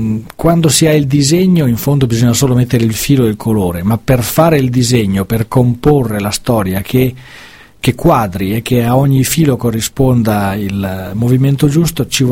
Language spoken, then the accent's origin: Italian; Ferrara, Emilia-Romagna, Italy; questo perché sono un ferrarese.